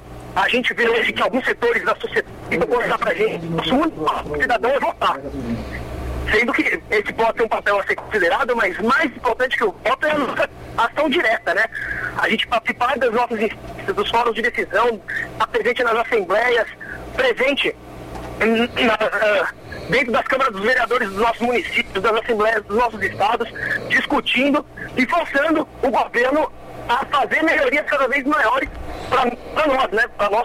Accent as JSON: {"language": "Portuguese", "region": "São Paulo", "country": "Brazil", "said": "Eu sou de São Paulo, capital."}